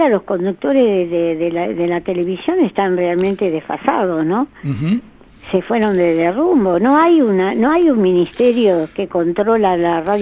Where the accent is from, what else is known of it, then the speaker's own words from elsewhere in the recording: Argentina; Quiero como argentina aportar.